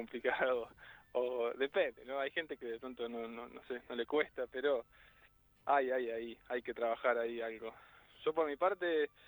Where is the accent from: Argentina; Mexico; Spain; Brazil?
Argentina; Buenos Aires; Me crié en Buenos Aires, ¿no?